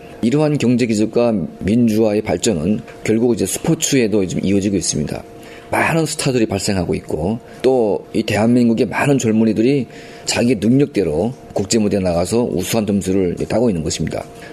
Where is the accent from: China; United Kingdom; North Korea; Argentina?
North Korea; now in South Korea; 제가 1992년도에 첫 탈북을 해서 중국에 있을 때